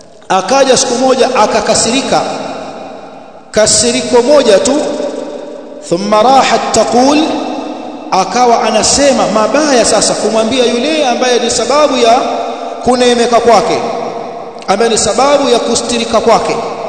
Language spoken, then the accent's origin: Swahili; Tanga, Tanga Region, Tanzania; Kule kwetu Tanga, kwenye harusi ya kina mama wakiimbaimba, wanamtaja bwana harusi kwenye nyimbo